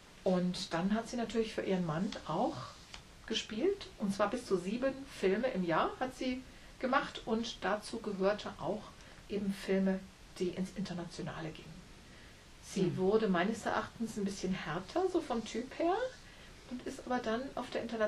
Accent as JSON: {"language": "German", "town": "Wiesbaden", "region": "Hesse", "country": "Germany", "tie": "born or raised there", "said": "ein Fotomodell aus Wiesbaden, aus meiner Heimatstadt."}